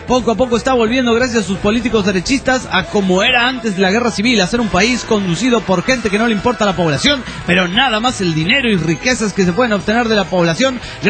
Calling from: Hartford, Connecticut, United States; de Hartford, Conne

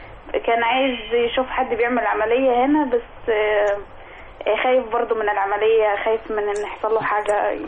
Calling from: Sohag, Sohag Governorate, Egypt; من سوهاج.

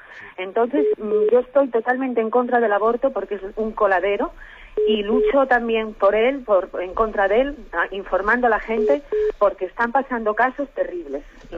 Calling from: Oviedo, Asturias, Spain; de Oviedo.

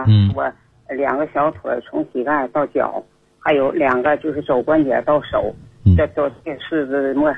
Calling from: Harbin, Heilongjiang, China; 我是哈尔滨的听众，

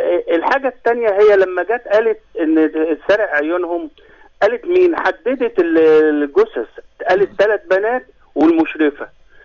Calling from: Asyut, Asyut Governorate, Egypt

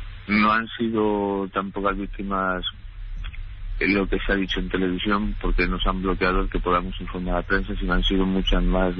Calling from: Valencia, Valencian Community, Spain; Mire, yo le llamo desde Valencia.

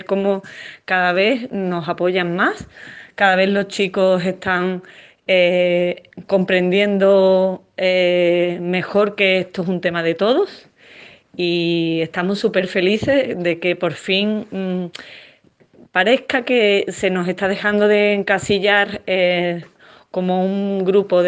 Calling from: Seville, Andalusia, Spain; Hola Pilar … de Sevilla

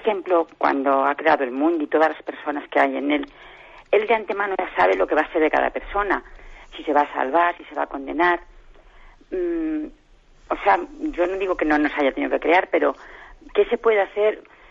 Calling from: Móstoles, Community of Madrid, Spain; de Móstoles. Mire, le quería hacer una pregunta.

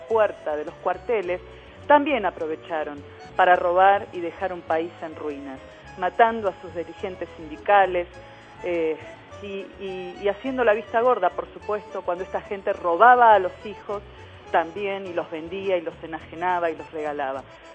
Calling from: Villa Celina, Buenos Aires Province, Argentina; de Villa Celina.

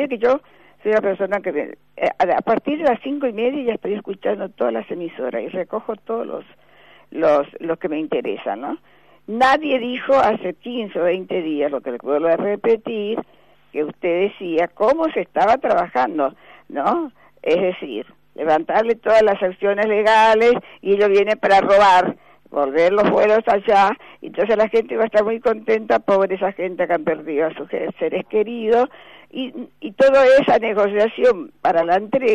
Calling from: Buenos Aires, Argentina; de Recoleta.

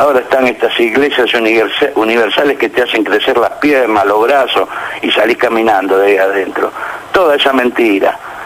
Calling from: Buenos Aires, Argentina; de la Boca.

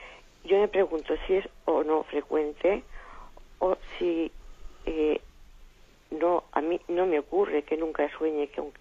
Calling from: Alicante, Valencian Community, Spain; de Alicante.

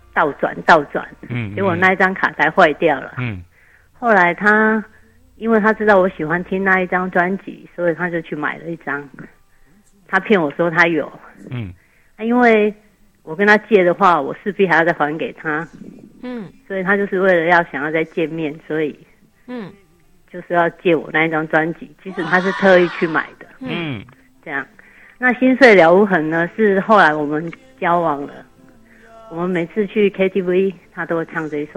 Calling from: Kaohsiung, Taiwan; 我是高雄的

